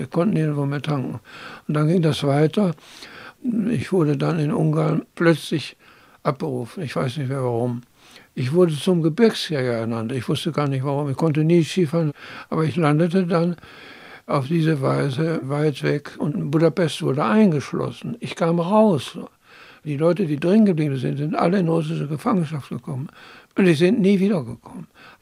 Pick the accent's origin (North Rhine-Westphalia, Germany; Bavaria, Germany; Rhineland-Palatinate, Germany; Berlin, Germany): North Rhine-Westphalia, Germany; Münster; Also ich bin im Kreuzviertel der Stadt Münster aufgewachsen, bin geboren am 19. September 1925.